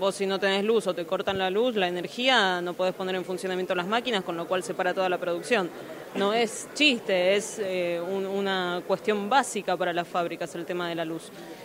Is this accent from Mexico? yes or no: no; Buenos Aires Province, Argentina; los que somos de Provincia de Buenos Aires